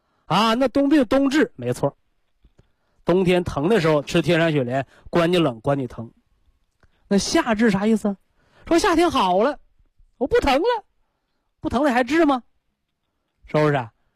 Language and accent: Chinese; China; 所以啊，我们中国人讲，不听老人言，吃亏在眼前。